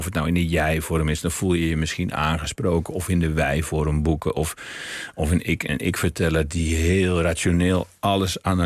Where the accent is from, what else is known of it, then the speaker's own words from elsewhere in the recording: North Brabant, Netherlands; Terwijl de dijken waar ik in mijn jeugd aan woonde in Brabant, daar kun je de rivier niet zien.